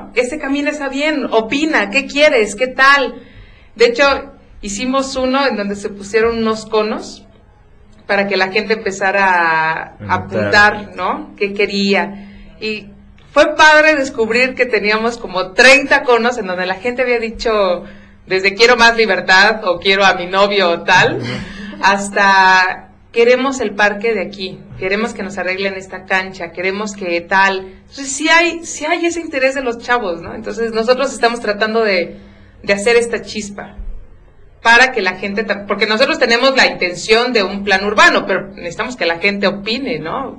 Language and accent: Spanish; Santiago Momoxpan, Puebla, Mexico; pero yo soy de Santiago Momoxpan, yo no soy de una zona conurbada.